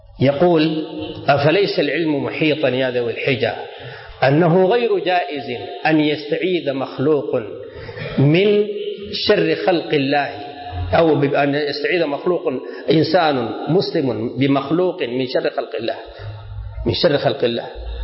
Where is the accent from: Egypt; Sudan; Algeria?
Sudan; كلمة وقصة واقعية حصل عندنا في السودان.